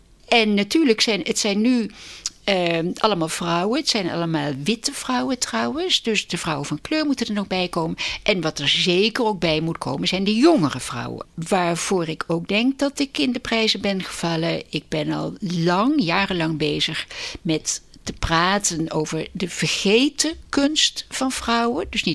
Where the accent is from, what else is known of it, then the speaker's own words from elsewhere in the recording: Den Bosch, North Brabant, Netherlands; also born or lived in Tilburg; Nou, ik ben geboren in Tilburg en opgevoed in Den Bosch, Brabant. En ik kom uit een hoogstburgerlijk gezin.